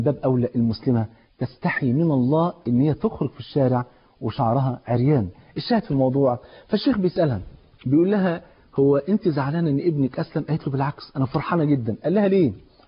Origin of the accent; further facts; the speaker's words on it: Egypt; عندنا في مصر